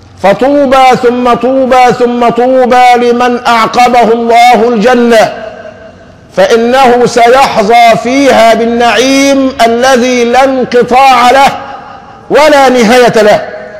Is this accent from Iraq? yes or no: no; Egypt; ما احنا عندنا في مصر حرسها الله عارفين الفواكه ايه